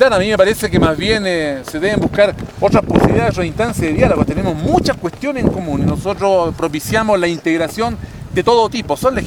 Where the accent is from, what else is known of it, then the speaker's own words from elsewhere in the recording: Calama, Antofagasta, Chile; Nosotros somos esta comuna de Calama, el norte de Chile.